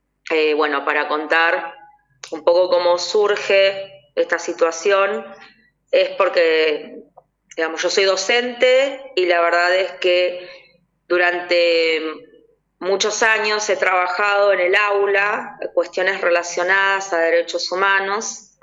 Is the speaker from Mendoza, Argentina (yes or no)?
no; Remedios de Escalada, Buenos Aires Province, Argentina; yo soy de Remedios de Escalada, de Lanús